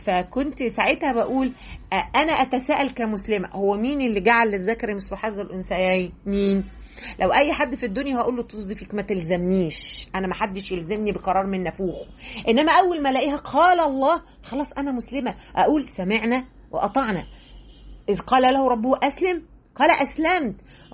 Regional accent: Egypt; مش أنا كمصرية، أو أنا كست

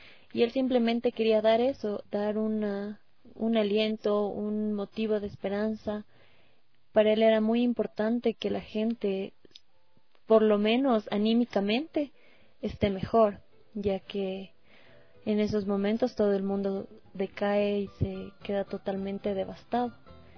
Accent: Ecuador; Es algo que, como ecuatorianos, nos llena muchísimo

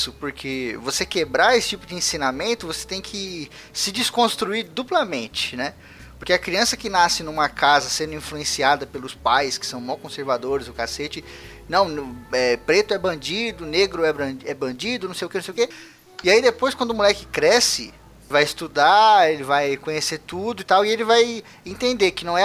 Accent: Osasco, São Paulo, Brazil; eu nasci em favela, em Osasco.

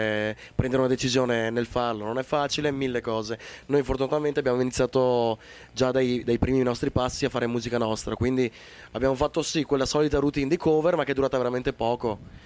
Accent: New Zealand; first language English; Italian is a second language; now in Italy; sono originario della Nuova Zelanda, cresciuto con madrelingua inglese, quindi mi viene naturale cantare in inglese.

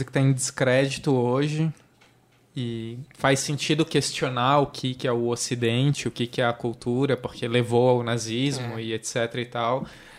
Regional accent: Brazil; nós somos brasileiros em 2016, jovens

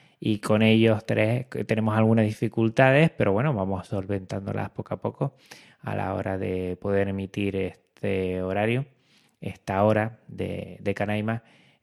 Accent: Canary Islands, Spain; Yo que soy de Canarias, tengo muchos lazos con Venezuela

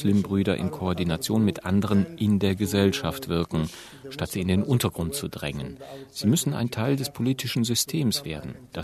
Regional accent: Cairo, Cairo Governorate, Egypt; Ich bin in Kairo aufgewachsen.

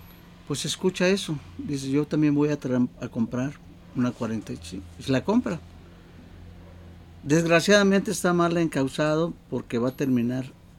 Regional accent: Mexico; como buenos mexicanos, a emborracharnos

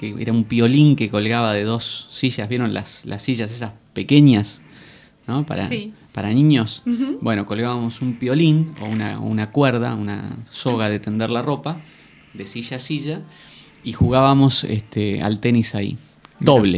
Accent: Trelew, Chubut, Argentina; yo nací en Trelew. Uh-huh. En la provincia del Chubut, sí, en el sur.

